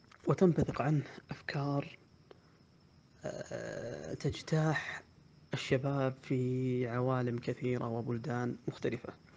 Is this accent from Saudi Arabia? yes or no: yes; Saudi Arabia; لا شك أننا كسعوديين وعرب ومسلمين لنا ثقافة قديمة